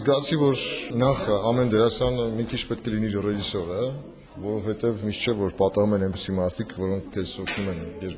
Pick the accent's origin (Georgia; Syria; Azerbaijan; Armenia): Armenia; Gyumri, Shirak; moved away as an adult; now in Yerevan, Armenia; ես գյումրեցի եմ, աշխատել եմ Գյումրիի թատրոնում, հետո տեղափոխվել եմ Երևան համազգային թատրոն։